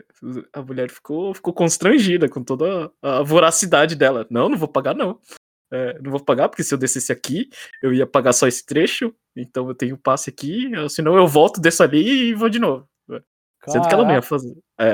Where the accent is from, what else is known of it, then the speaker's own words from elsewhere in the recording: Brazil; tenho muita vergonha de falar as palavras em japonês, sendo que eu sou brasileiro, né?